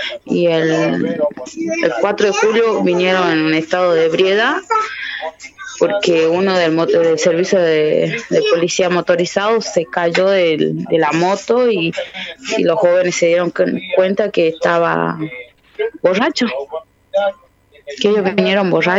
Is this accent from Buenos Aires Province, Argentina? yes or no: no; Tartagal, Salta, Argentina; de Tapiete, de Tartagal, Salta. Y sí, pertenezco al Movimiento de Mujeres Indígenas por el Buen Vivir.